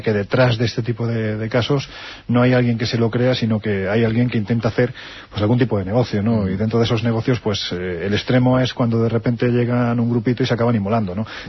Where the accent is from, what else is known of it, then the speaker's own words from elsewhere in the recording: Jaén, Andalusia, Spain; nos llamó alguien de mi tierra, de Jaén, ¿no?